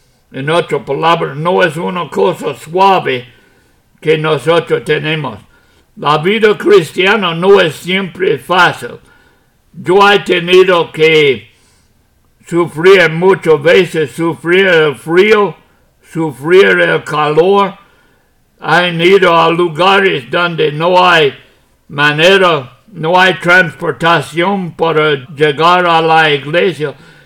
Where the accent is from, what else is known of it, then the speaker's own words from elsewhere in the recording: United States; Spanish is a second language; moved away as an adult; now in Puerto Rico; Ya aunque yo soy americano, Puerto Rico es mi país ahora.